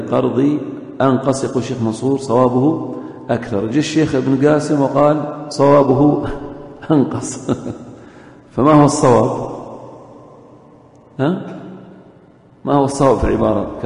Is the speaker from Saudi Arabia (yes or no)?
yes; Eastern Province, Saudi Arabia; مثل مثلا الآن الذين يوجدون عندنا في الشرقية مخالفات